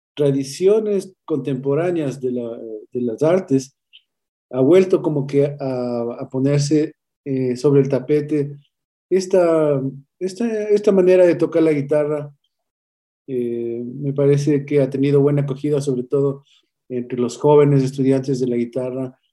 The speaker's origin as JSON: {"language": "Spanish", "town": "Quito", "region": "Pichincha", "country": "Ecuador", "said": "que yo diría nos describe plenamente a lo que hemos sido los quiteños, a nuestra manera de ser, a nuestra manera de hablar."}